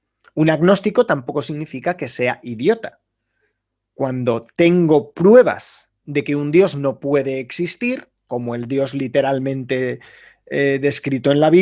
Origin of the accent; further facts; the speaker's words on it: Valladolid, Castile and León, Spain; now in Seville, Spain; soy de Valladolid, estudié en León y ahora mismo vivo en Sevilla.